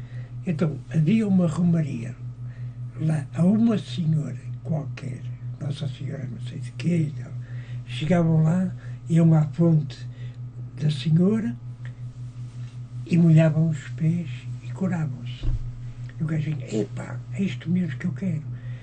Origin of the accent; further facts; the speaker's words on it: Portugal; Eu sou português.